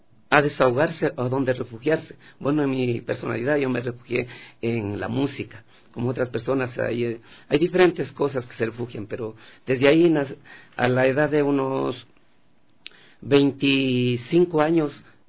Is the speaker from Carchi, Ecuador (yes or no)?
yes; San Isidro, Carchi, Ecuador; Bueno, yo soy del Carchi, del Cantón Espejo, parroquia de San Isidro.